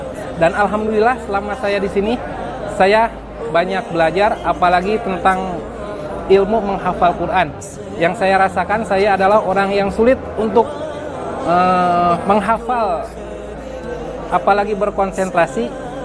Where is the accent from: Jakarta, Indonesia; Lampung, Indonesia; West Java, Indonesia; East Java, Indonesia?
West Java, Indonesia; Tasikmalaya; asal dari Tasikmalaya.